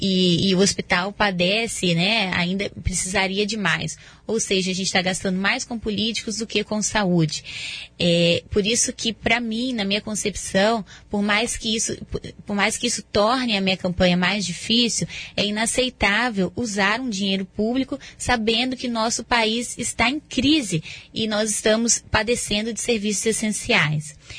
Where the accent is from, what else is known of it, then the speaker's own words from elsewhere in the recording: Vila Velha, Espírito Santo, Brazil; born there; also born or lived in Rio de Janeiro / Paraná; now in Foz do Iguaçu, Brazil; Eu nasci em Vila Velha, no Espírito Santo. Saí do Espírito Santo em 2008. Fui para o Rio de Janeiro. Estudei medicina na Universidade Federal Fluminense. Quando me formei, vim para o Paraná e trabalhei no Sudoeste.